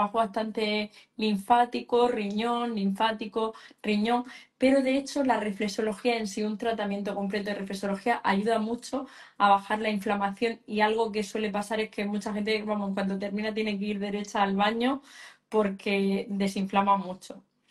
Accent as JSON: {"language": "Spanish", "town": "Murcia", "region": "Region of Murcia", "country": "Spain", "said": "Me preguntan por aquí en Murcia. Sí, precisamente soy de Murcia. Mañana viajo a Madrid, 4 días a trabajar, pero soy de Murcia."}